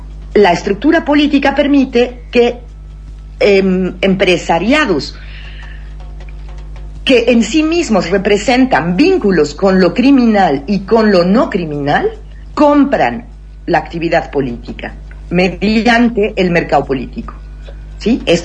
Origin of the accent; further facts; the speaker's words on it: Mexico; Porque por fin pudimos entender como sociedad mexicana, por fin vamos pudiendo nombrar lo que está pasando